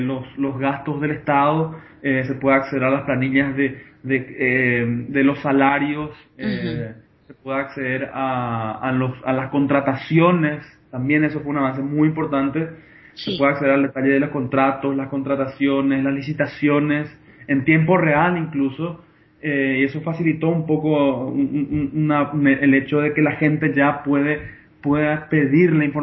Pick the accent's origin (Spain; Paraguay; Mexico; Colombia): Paraguay; mi procedencia es de Paraguay. Actualmente estoy viviendo en las afueras de Asunción, de la capital. Tengo 27 años